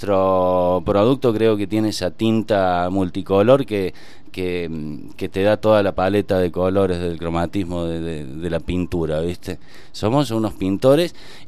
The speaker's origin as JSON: {"language": "Spanish", "country": "Argentina", "said": "no, soy argentino con todo lo que ello tiene mundialmente"}